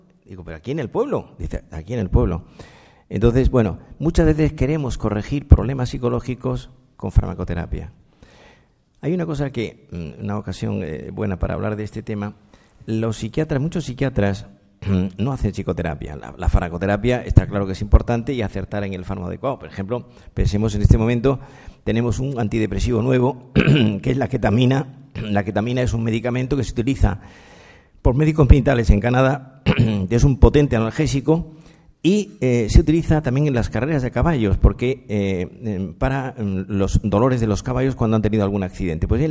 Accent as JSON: {"language": "Spanish", "town": "Granada", "region": "Andalusia", "country": "Spain", "lives_now": "Madrid, Spain", "said": "yo soy andaluz, soy granadino, que llevo en Madrid media vida"}